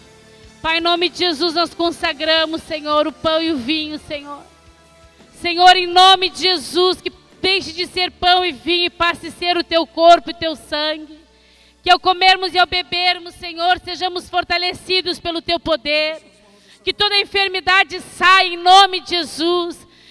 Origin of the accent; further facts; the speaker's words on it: Rio Grande do Sul, Brazil; nós somos gaúchos e nós somos valentes pela verdade.